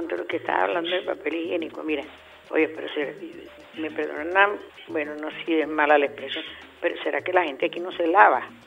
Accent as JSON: {"language": "Spanish", "country": "Venezuela", "said": "nosotros los venezolanos"}